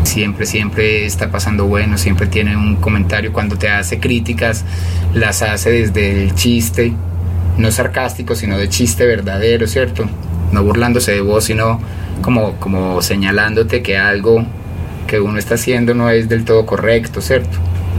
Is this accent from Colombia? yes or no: yes; Envigado, Antioquia, Colombia; los dos venimos de La Mina en Envigado, entonces hay como cierta... Y somos orgullosos de haber nacido